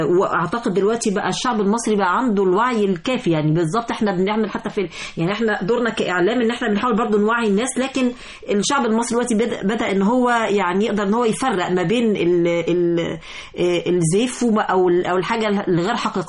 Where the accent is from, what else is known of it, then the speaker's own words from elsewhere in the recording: Egypt; احنا بعد كده كل حاجة عندنا في مصر هتبقى بالكمبيوتر